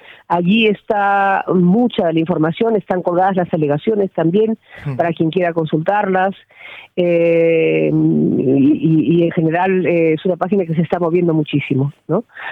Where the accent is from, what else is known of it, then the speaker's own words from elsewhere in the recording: Albuñuelas, Andalusia, Spain; en mi pueblo, que es uno de los últimos del Valle, es Albuñuelas